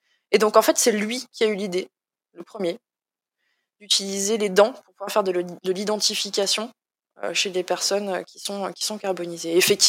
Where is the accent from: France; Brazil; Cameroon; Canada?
France; Grand Est; C'est pas du tout parce que je suis chauvine et que je suis Lorraine